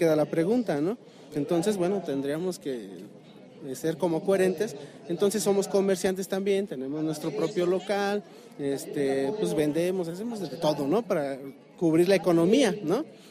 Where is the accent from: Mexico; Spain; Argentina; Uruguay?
Mexico; Querétaro; participamos, somos de Querétaro, participamos en la mesa